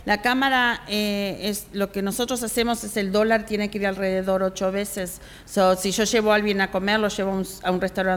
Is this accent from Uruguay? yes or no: yes; Uruguay; now in Houston, United States; Yo soy de Uruguay.